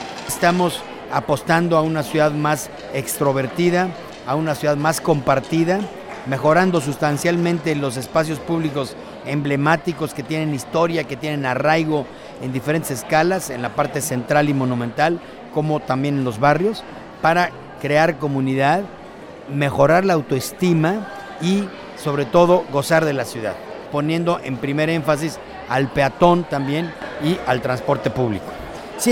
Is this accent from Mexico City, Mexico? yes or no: yes; Mexico City, Mexico; soy arquitecto, vengo de la Ciudad de México y actualmente estoy encargado del desarrollo urbano y de la vivienda en la Ciudad de México.